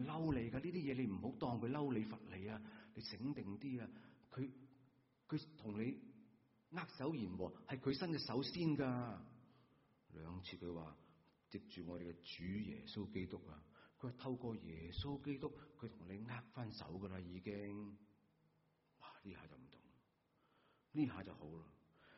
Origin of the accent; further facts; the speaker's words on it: Guangdong, China; 我们广东人